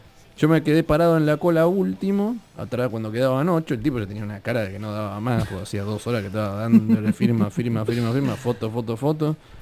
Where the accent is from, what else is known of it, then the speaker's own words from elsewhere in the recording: Argentina; Y le dije, mira, yo soy de Argentina.